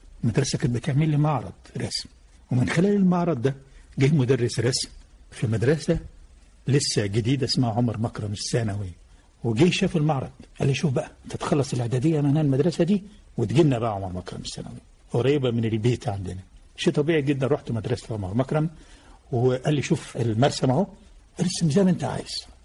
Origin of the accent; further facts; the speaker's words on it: Damanhour, Beheira, Egypt; born there; أنا من مواليد مدينة دمنهور